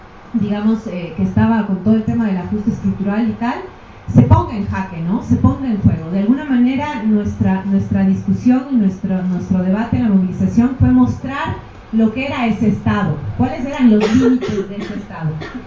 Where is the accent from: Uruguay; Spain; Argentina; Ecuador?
Ecuador; also born or lived in Peru; now in Mexico; Vengo de Ecuador, bueno, nací en Perú, pero vengo de Ecuador. Viví en Ecuador hasta hace poco, ahora estoy estudiando aquí en México.